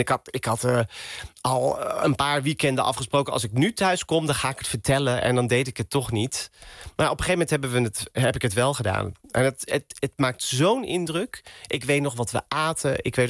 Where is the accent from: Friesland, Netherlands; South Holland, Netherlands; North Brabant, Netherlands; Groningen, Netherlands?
North Brabant, Netherlands; Roosendaal; En ik kom uit Brabant. Ik ben geboren in Roosendaal.